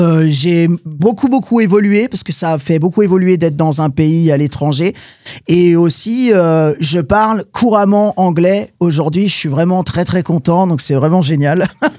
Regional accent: Chambéry, Auvergne-Rhône-Alpes, France; born there; also born or lived in Paris; Moi, en fait, j'étais acteur en France à Paris aussi. Avant d'être chanteur, j'étais comédien. Je suis né en Savoie à Chambéry. Mais je suis monté à Paris après

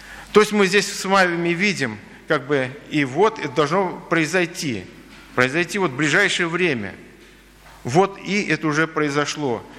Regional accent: Baku, Azerbaijan; когда я жил в детстве на Кавказе, в Азербайджане, в Баку

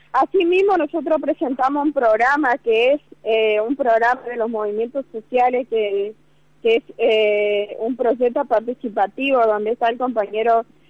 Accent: Chaco, Argentina; nosotros, aparte de ser chaqueño, también somos argentino.

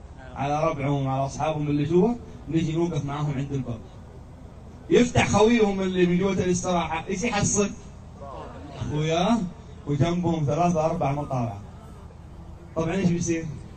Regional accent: Jeddah, Makkah Province, Saudi Arabia; عندنا في جدة منطقة اسمها أبحر على البحر

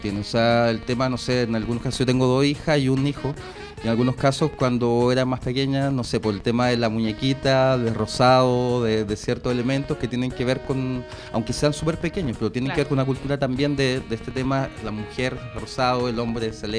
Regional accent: Ñuñoa, Santiago Metropolitan Region, Chile; born there; No, les comentaba, yo nací en Ñuñoa y me vine por un tema...

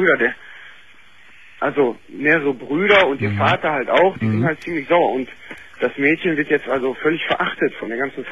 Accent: Germany; Ich selber bin Deutscher.

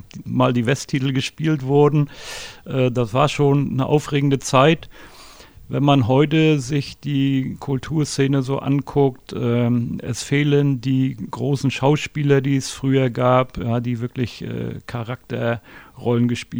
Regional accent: Mecklenburg-Vorpommern, Germany; lebe immer noch in meiner Geburtsstadt, fühle mich hier auch sehr wohl in Mecklenburg-Vorpommern.

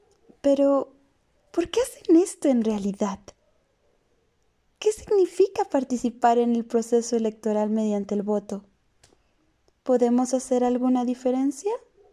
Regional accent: Mexico; Como sociedad mexicana, vivimos momentos de desencanto.

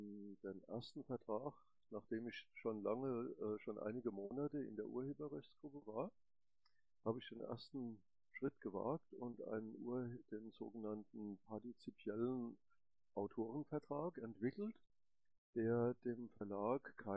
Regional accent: Leipzig, Saxony, Germany; Wie gesagt, ich komme aus Leipzig

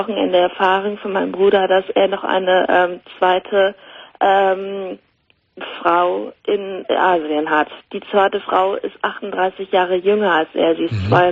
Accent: Germany; moved away as an adult; Nein, ich bin Deutsche. Ich wohne seit 10 Jahren hier drüben

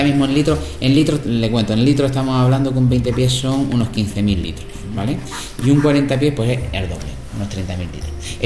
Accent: Jaén, Andalusia, Spain; ese ligero amargor y picor que los que somos de Jaén nos gusta tanto

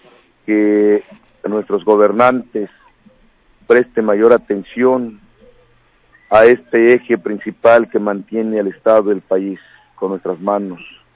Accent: Baja California, Mexico; somos mexicanos. No venimos de otras galaxias, somos de aquí mismo. Si el presidente de la República dice México está en movimiento, también San Quintín, Baja California, es México.

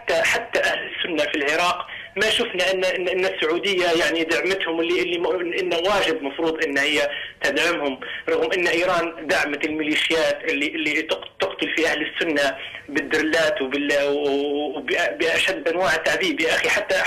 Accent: Libya; انا ليبي اصلي ليبي يعني

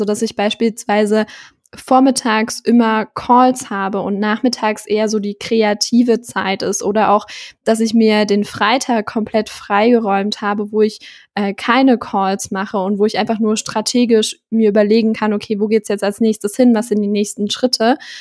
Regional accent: Thuringia, Germany; ich komme ja vom Dorf, aus Thüringen. Und da wohne ich jetzt immer noch, auch noch nach dem Abi.

